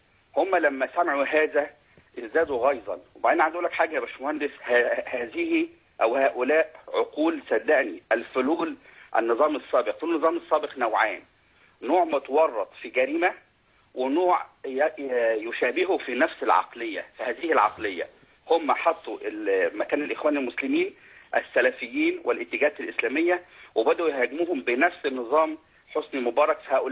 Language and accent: Arabic; Shubra, Cairo Governorate, Egypt; وأنا رجل اجتماعي أساسا من شبرا